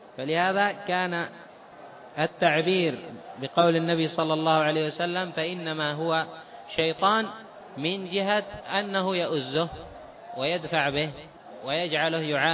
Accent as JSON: {"language": "Arabic", "town": "Taiz", "region": "Taiz Governorate", "country": "Yemen", "said": "حتى عندنا في تعز."}